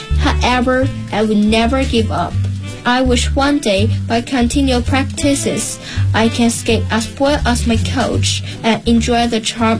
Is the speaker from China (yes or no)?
yes; Beijing, China; English is a second language; I'm from Class 2, Grade 5, 三里河 No. 3 Primary School, 北京西城 District.